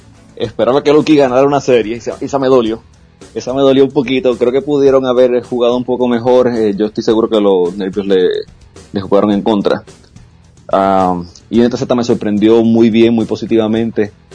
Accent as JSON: {"language": "Spanish", "country": "Puerto Rico", "said": "Yo soy de Puerto Rico, yo estaba allí, estaba dando cara."}